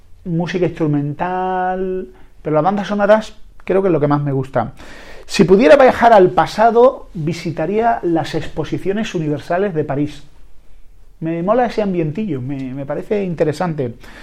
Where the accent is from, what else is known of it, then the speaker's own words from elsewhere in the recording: Andalusia, Spain; Sí, soy andaluz, siempre pienso que me van a atracar